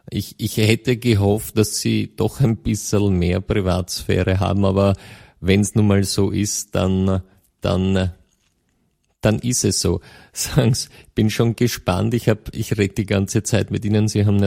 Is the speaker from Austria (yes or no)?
yes; Austria; dann spricht man bei uns in Österreich von großen und kleinen Braunen